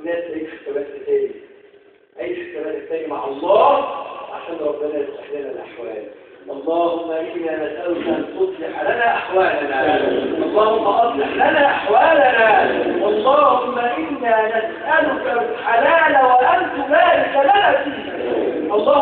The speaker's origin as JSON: {"language": "Arabic", "country": "Egypt", "said": "احفظ بلدنا مصر وسائر بلاد المسلمين اجمعين يا رب العالمين."}